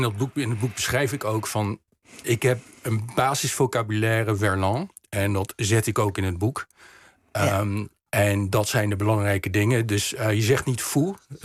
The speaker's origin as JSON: {"language": "Dutch", "country": "Netherlands", "tie": "born or raised there", "second_language": "Dutch", "said": "Kijk, ik ben in Nederland opgegroeid, dus ik heb datzelfde proces meegemaakt. Ik sprak beter, ik ging naar school, ik leerde meteen Nederlands. Ik sprak beter Nederlands dan mijn ouders."}